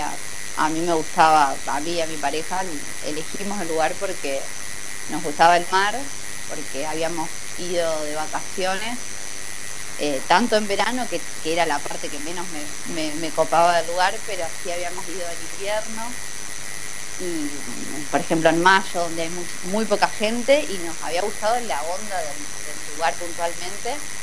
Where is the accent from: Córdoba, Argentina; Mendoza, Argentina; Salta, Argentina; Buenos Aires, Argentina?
Buenos Aires, Argentina; Yo llegué diciendo, yo soy porteña